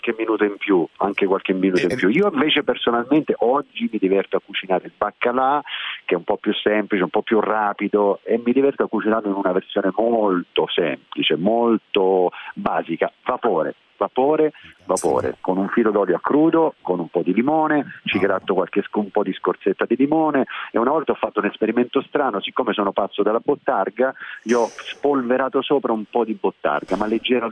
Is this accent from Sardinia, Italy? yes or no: no; Augusta, Sicily, Italy; also born or lived in Catania; Nato a Catania, poi cresciuto ad Augusta, nella provincia di Siracusa, i genitori della provincia di Messina, e quindi insomma di una bella parte della Sicilia orientale.